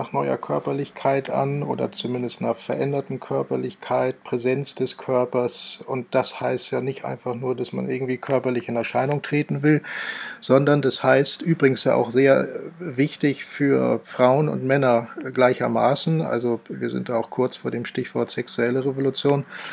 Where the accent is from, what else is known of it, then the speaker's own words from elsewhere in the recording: Hamburg, Germany; groß geworden im Stadtrandgebiet von Hamburg in einer Siedlung, Neubausiedlung, Anfang der 70er Jahre gebaut